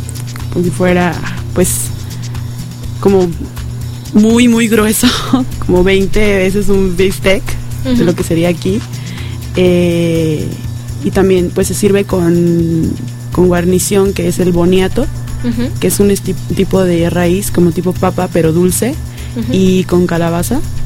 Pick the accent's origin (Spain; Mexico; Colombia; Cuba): Mexico; pero digo, como mexicana, se me hace como más pacífico, ¿no?